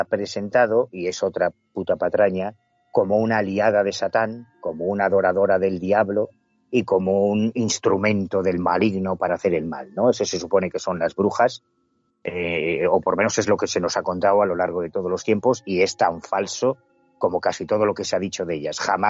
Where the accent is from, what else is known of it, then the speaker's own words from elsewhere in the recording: Galicia, Spain; independientemente del cariño que yo le tenga a mi tierra, es verdad que en Galicia hay una herencia mágica muy sólida